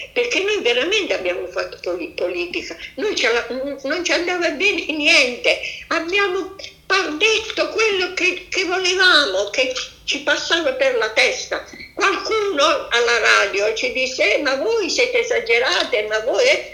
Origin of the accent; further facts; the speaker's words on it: Bari, Apulia, Italy; Perché poi al mio paese, a Bari, io sono stata, mamma mia, massacrata.